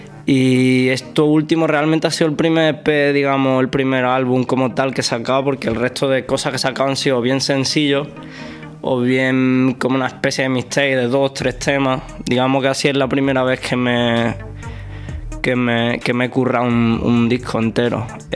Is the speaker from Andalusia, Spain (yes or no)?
yes; Córdoba, Andalusia, Spain; Ok, bueno, yo soy un chaval de Córdoba.